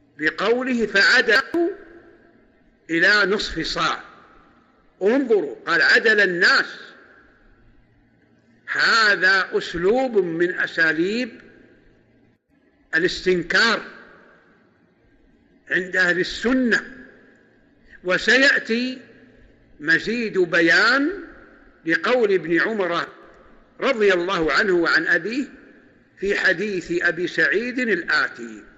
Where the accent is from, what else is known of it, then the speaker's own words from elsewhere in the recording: Saudi Arabia; فنحن عندنا في السعودية وأظن في الدول المجاورة الناس لا يقتاتون بالشعير